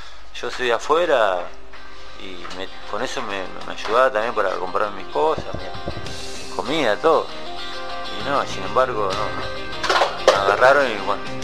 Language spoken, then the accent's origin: Spanish; Pedro Luro, Buenos Aires Province, Argentina; soy de Pedro Luro. Hace 5 años que estoy privado de mi libertad